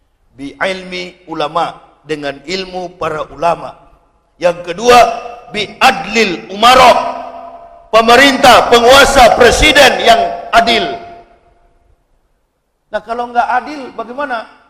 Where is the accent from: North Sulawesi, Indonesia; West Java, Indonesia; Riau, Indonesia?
North Sulawesi, Indonesia; Manado; saya orang Sulawesi. Saya orang Manado